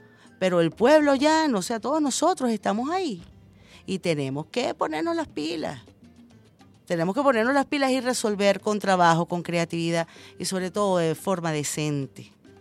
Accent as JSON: {"language": "Spanish", "country": "Venezuela"}